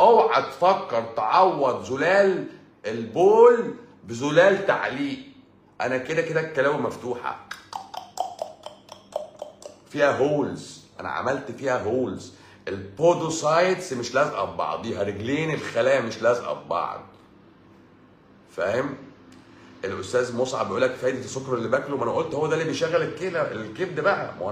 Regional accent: Egypt; بس احنا مصريين بقى حرف السين بيبقى تقيل، بقى تقيل على لساننا

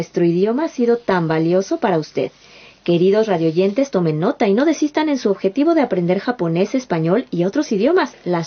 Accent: Mexico City, Mexico; Como mexicana de Ciudad de México, la lucha libre es algo que está casi en mis genes.

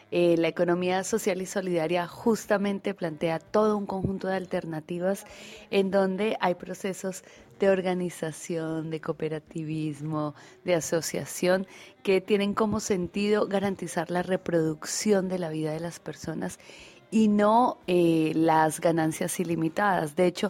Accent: Colombia; moved away as an adult; now in Argentina; soy una economista colombiana. Migré a la Argentina en el 2005 para investigar y estudiar la economía social y solidaria, así que desde el 2005 vivo en Argentina

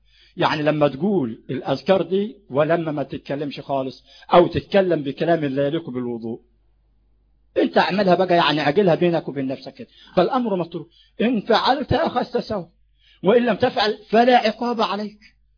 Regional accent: Sharqia Governorate, Egypt; والفجوس ده عندنا في الشرقية

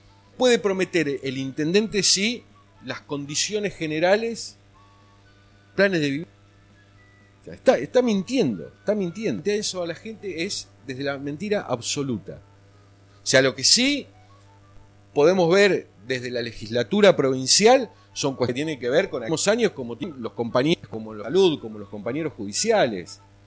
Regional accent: Chivilcoy, Buenos Aires Province, Argentina; also born or lived in La Plata; Yo vengo de Chivilcoy, pero antes de estar en Chivilcoy, del lugar donde soy originario, tuve 35 años viviendo en La Plata y trabajando en Quilmes Judicial

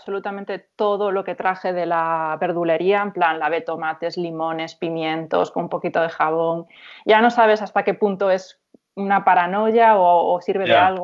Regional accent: A Coruña, Galicia, Spain; aparte yo soy de Monte Alto, que si conoces la ciudad es como uno de los barrios más kinkies y así.

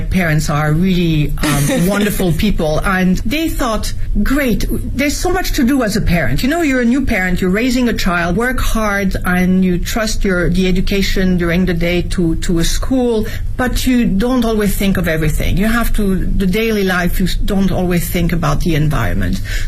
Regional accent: France; English is a second language; now in Beijing, China; My environment, as I was growing up in France, we never really questioned it.

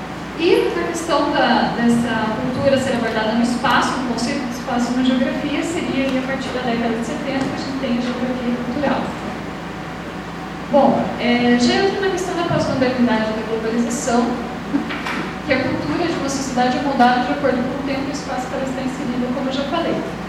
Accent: Ponta Grossa, Paraná, Brazil; eu vim de Ponta Grossa, Paraná.

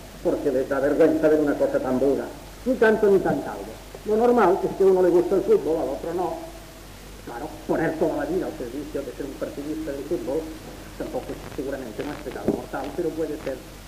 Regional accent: Asturias, Spain; yo soy asturiano

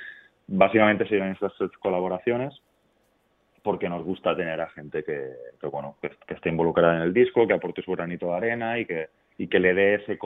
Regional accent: Balearic Islands, Spain; De hecho, cuando tocamos fuera y decimos que somos de Mallorca, la gente no se lo cree.

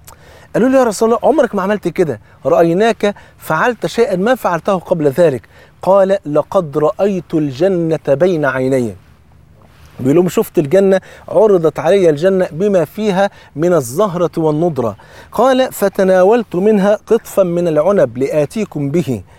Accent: Egypt; وطبعا أنت عارفين الفول عندنا في مصر فرض عين

